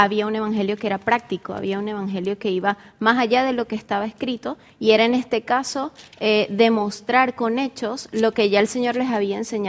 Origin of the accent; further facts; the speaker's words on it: Venezuela; now in Chile; Bien, yo soy de Venezuela, vengo de Venezuela, creo que el acento es un poquito notorio.